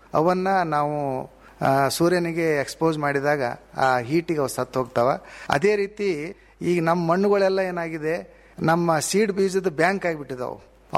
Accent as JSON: {"language": "Kannada", "town": "Bidar", "region": "Karnataka", "country": "India", "said": "ಈ ವರ್ಷ ನೋಡ್ರಿ, ಈಗ ನಮ್ಮ ಬೀದರ್ ಜಿಲ್ಲೆಯಲ"}